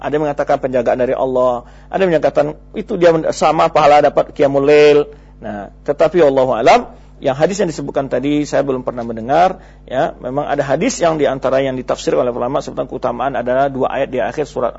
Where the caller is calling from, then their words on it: Muara Enim, South Sumatra, Indonesia; Saya dari Muara Enim.